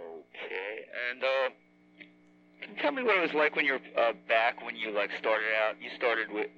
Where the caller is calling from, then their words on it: Philadelphia, Pennsylvania, United States; I'm calling from Philly.